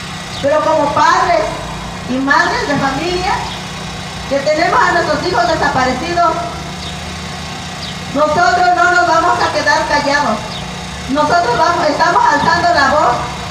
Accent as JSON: {"language": "Spanish", "country": "Mexico", "said": "no vamos a permitir a que se nos siga pisoteando como mexicanos que somos"}